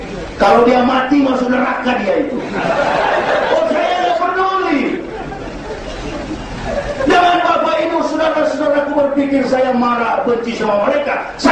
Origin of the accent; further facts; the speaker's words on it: Manado, North Sulawesi, Indonesia; Saya orang Manado.